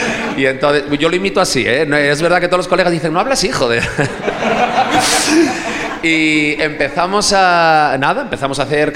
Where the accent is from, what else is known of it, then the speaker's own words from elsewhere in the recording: Navia, Asturias, Spain; Cuando yo fui a estudiar a Gijón, yo soy de aquí de Navia, pero fui a estudiar a Gijón